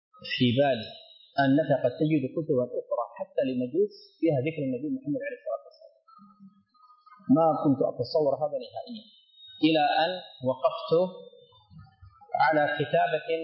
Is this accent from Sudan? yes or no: yes; Sudan; هنا في عندنا في السودان